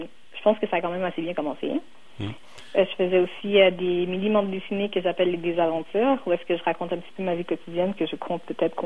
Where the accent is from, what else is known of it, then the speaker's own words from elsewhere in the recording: Laval, Quebec, Canada; Parce que, justement, moi, j'ai grandi à Laval